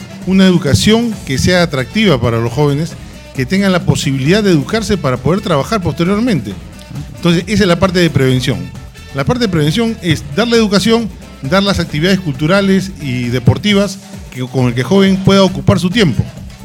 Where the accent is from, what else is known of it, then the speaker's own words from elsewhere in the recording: Bellavista, Callao, Peru; yo nací en el Callao, nací en Bellavista, en la maternidad de Bellavista, el 1 de abril de 1959, he estudiado de transición en el Colegio San Antonio Marianista de Bellavista, y sigo viviendo en el Callao, soy un chalaco que he vivido y sigo viviendo en el Callao.